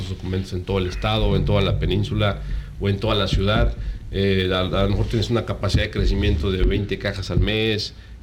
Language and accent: Spanish; Yucatán, Mexico; nos preguntan si somos de Estados Unidos, claro, o si estamos de México. No, somos yucatecos.